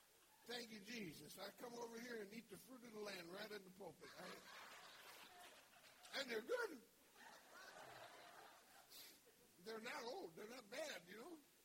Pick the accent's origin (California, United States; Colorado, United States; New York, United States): Colorado, United States; Denver; I'm from Denver, you know.